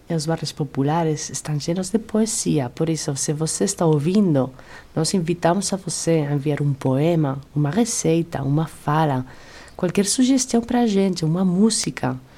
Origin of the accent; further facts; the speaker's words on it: Spain; Portuguese is a second language; now in Brazil; E sabe que eu, como espanhola que está aqui acolhida...